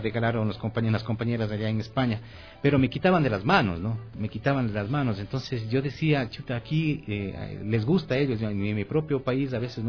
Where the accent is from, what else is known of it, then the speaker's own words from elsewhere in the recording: Cuenca, Azuay, Ecuador; para nosotros como cuencanos y como ecuatorianos justamente seguimos manteniendo ese tipo de tradiciones